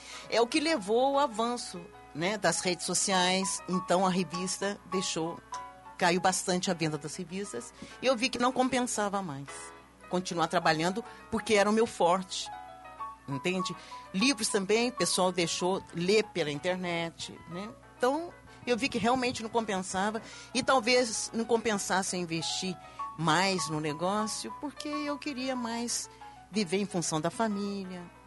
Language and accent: Portuguese; Caxambu, Minas Gerais, Brazil; Lá em Caxambu, na minha terra.